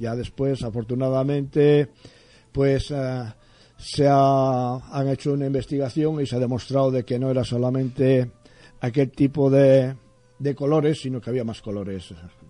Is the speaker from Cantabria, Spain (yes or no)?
yes; Torrelavega, Cantabria, Spain; Nací en Torrelavega. Y me pego con el quien sea para decir que yo nací en Torrelavega.